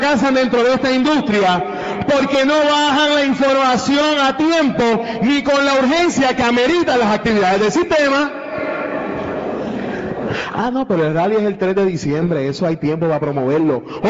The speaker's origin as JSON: {"language": "Spanish", "town": "Fajardo", "country": "Puerto Rico", "lives_now": "Cidra, Puerto Rico", "said": "yo soy de Fajardo, porque ahora vivo en Sidra. Mi amor, yo te amo, pero yo soy de Fajardo."}